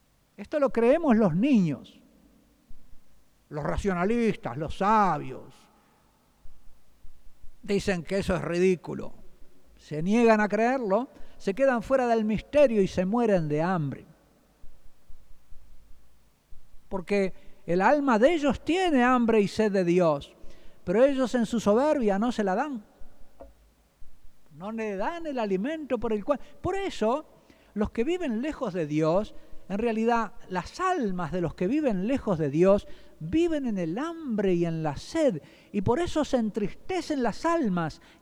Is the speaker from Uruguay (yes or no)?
yes; Uruguay; lo que hace la mayoría de los que yo veo todavía en mi tierra, en el Uruguay, ¿verdad?